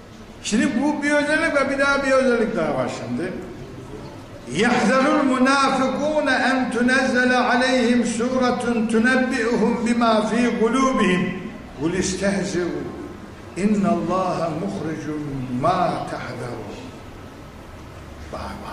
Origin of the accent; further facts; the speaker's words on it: Black Sea Region, Turkey; Hani şimdi bizim Karadeniz'de bir horon biliriz. Bu horonun da birkaç türlüsü var yani. Sılsalası var efendim, atlaması var, şundan ben nasıl var. Birkaç tane var. Ben çok oynamışım. Ben çocukken düğünlerde horoncuydum.